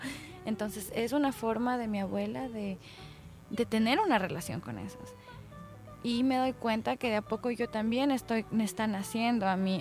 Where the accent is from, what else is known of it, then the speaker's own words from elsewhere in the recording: Quito, Pichincha, Ecuador; Y yo misma me he olvidado muchas veces creciendo en Quito.